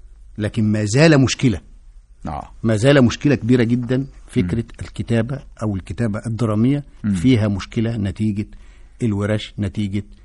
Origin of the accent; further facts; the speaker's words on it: Egypt; الذي لم نحسه او نشعر به كمصريين